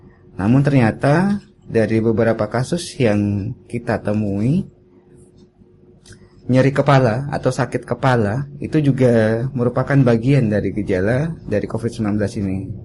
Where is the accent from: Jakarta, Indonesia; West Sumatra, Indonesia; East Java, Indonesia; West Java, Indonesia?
West Sumatra, Indonesia; Padang; also born or lived in Wonogiri; now in Yogyakarta, Indonesia; Saya sebenarnya dari Wonogiri, cuma saya sudah besar lama tuh di Sumatera Barat, di Padang.